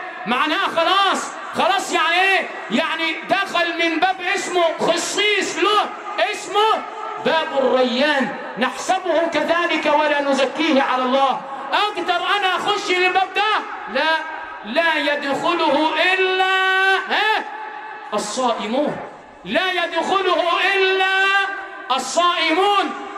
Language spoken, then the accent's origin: Arabic; Sharqia Governorate, Egypt; علمونا كده عندنا في الشرقية